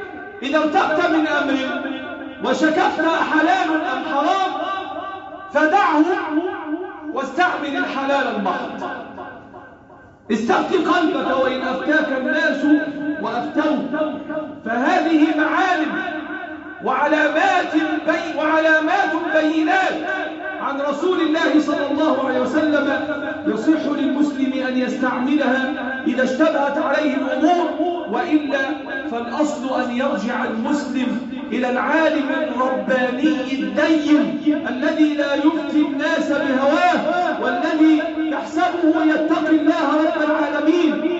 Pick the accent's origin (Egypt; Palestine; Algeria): Egypt; اللهم احفظ بلادنا مصر